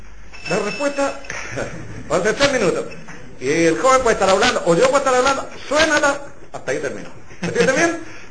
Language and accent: Spanish; Chile; como buenos chilenos, siempre dejamos todo para el final